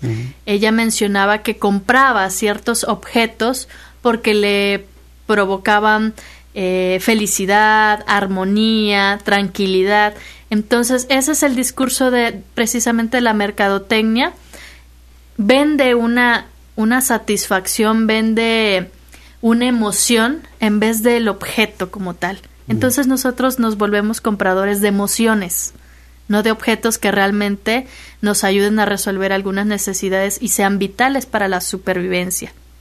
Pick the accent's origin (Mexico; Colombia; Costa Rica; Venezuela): Mexico; Minatitlán, Veracruz; Yo soy de Minatitlán, entonces una parte que justifica, pues, el estudio es también la preocupación del estado del medio ambiente.